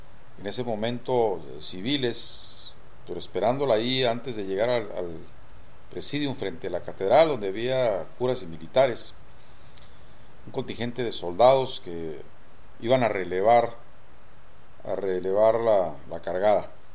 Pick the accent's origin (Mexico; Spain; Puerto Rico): Mexico; Tijuana, Baja California; Un poco con la esperanza de encontrarme con un paisano, ya que yo soy de Tijuana.